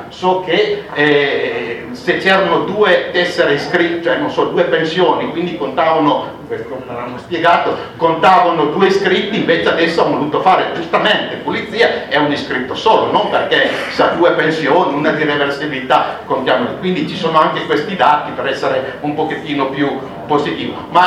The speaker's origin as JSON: {"language": "Italian", "town": "Cuneo", "region": "Piedmont", "country": "Italy", "said": "Io vengo da Cuneo, dalla provincia di Cuneo"}